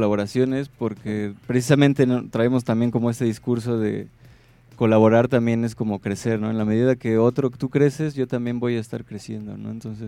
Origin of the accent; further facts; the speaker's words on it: State of Mexico, Mexico; Nosotros somos originarios de Catepec, ¿no? Estado de México.